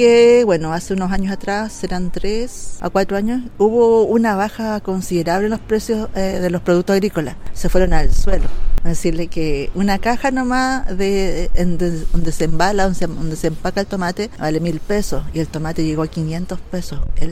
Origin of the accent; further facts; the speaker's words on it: Arica, Arica y Parinacota, Chile; Soy ariqueña, nacida y criada en Arica, de padres bolivianos, primera generación de chilenos.